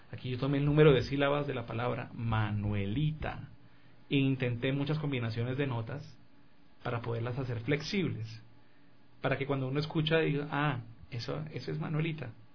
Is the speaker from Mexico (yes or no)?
no; Colombia; sin contar de la música de la zona central de Colombia, de donde yo vengo